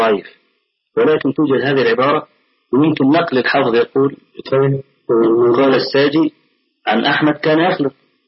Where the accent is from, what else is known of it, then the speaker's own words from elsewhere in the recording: Egypt; فأخذها بعض أهل بعض الناس عندنا في مصر